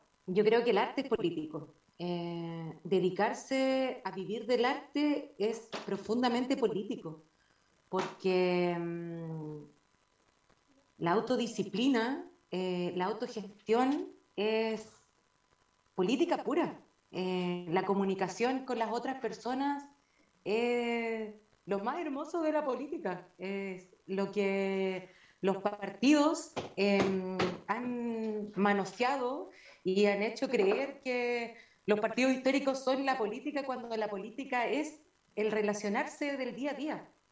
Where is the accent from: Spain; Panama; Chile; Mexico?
Chile; Coyhaique, Aysén; De niña he estado rodeada de naturaleza porque soy de acá, de Coyhaique.